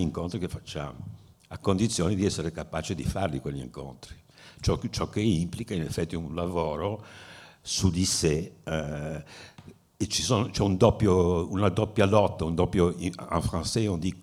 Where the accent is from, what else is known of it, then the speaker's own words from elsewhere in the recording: Genoa, Liguria, Italy; siccome sono genovese di origine